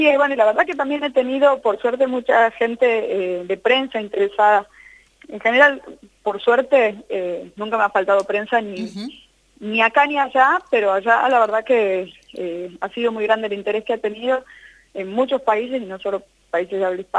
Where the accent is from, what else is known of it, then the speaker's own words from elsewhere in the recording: Tucumán, Argentina; now in Buenos Aires, Argentina; aunque yo soy tucumana, vivo acá en Ciudad de Buenos Aires, por la zona de Palermo.